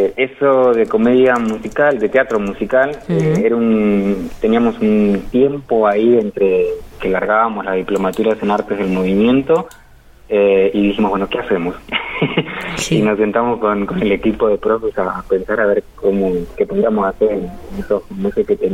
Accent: Santa Rosa, La Pampa, Argentina; a mi generación, que nos fuimos de Santa Rosa en busca de propuestas que no había acá.

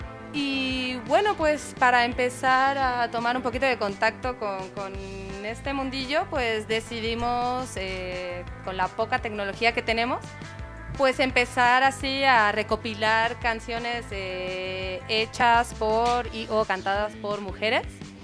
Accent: Catalonia, Spain; y yo misma, que soy de tierras catalanas.

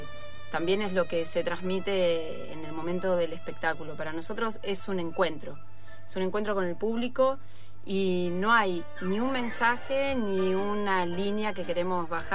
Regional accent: Huatraché, La Pampa, Argentina; Es mi pueblo y hay un teatro muy lindo, muy antiguo, donde queríamos actuar.

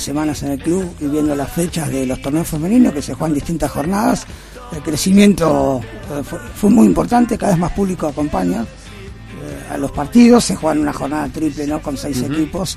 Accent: Argentina; sobre todo somos futboleros los argentinos

